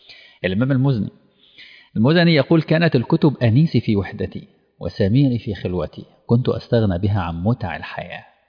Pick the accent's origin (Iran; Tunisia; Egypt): Egypt; احنا عندنا في مصر كان مشروع مشهور جدا للقراءة للجميع